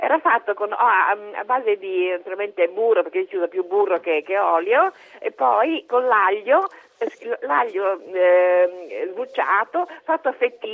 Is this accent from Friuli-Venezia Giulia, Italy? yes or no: yes; Gorizia, Friuli-Venezia Giulia, Italy; anch'io vengo dalla Venezia Giulia, da Gorizia, e dove c'è questa forte influenza austriaca, c'è stata ovviamente.